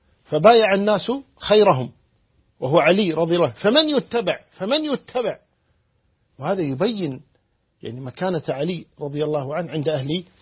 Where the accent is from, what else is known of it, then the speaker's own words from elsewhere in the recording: Kuwait; وعندنا في الكويت نقول نشرق باسمه